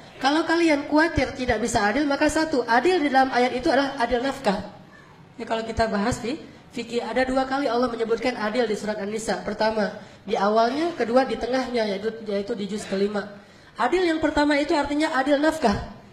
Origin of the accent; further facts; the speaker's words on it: Aceh, Indonesia; Saya sebagai orang Aceh